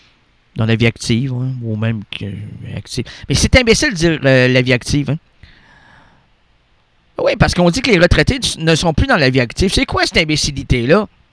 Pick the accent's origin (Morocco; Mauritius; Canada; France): Canada; Quebec; selon mon numéro d'assurance sociale ou mon passeport, c'est que je suis un Québécois errant, moi, qui n'aime pas la superficialité